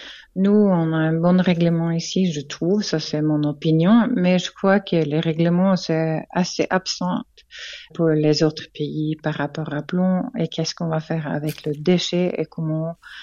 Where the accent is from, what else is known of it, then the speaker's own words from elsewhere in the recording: Switzerland; French is a second language; On fait quoi avec le batterie chez nous en Suisse?